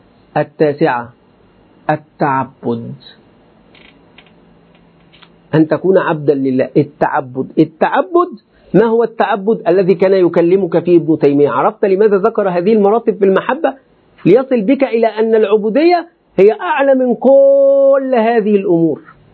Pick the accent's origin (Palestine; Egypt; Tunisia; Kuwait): Egypt; ولذلك حتى عندنا في مصر إلى الآن